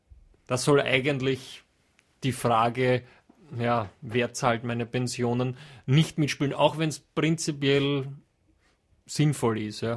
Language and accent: German; Austria; bei uns in Österreich